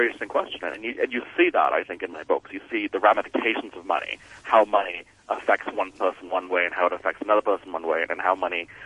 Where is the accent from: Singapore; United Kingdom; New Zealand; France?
Singapore; now in United States; growing up in Singapore, and just seeing the contrast between how I was growing up in a family of privilege